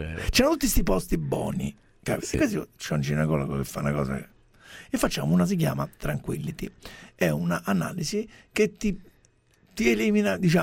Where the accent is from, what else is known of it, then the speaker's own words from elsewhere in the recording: Rome, Lazio, Italy; non puoi pensare che sono di Roma Nord, sì, di Vigna Stelluti con sta voce.